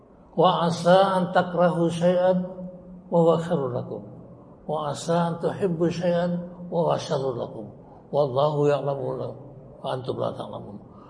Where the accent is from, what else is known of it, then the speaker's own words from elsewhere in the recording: Bali, Indonesia; born there; Saya maaf kalau saya bicara begini, saya lahir di Bali.